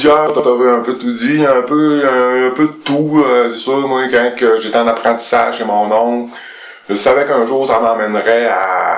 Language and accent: French; Quebec, Canada; Non, moi, je viens du canton de la Beauce.